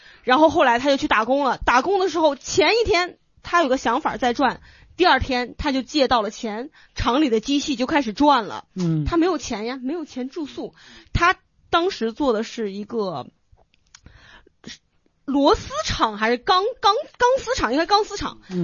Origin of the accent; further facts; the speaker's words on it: Wenzhou, Zhejiang, China; 别人都说我们温州人聪明，其实是我们温州人能吃苦啊。